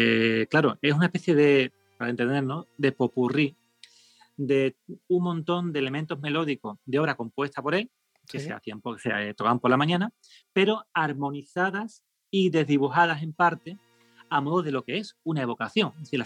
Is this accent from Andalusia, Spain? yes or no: yes; Seville, Andalusia, Spain; no lo digo con exageración, como sevillano, no, no.